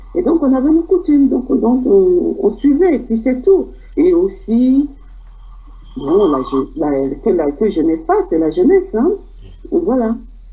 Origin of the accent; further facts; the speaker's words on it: Douala, Littoral, Cameroon; moi, de ma région de Douala, parce que j'ai grandi à Bonaprison, hein, et j'ai passé mon enfance à Bonaprison